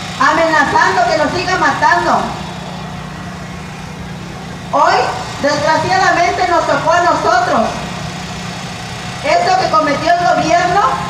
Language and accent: Spanish; Mexico; no vamos a permitir a que se nos siga pisoteando como mexicanos que somos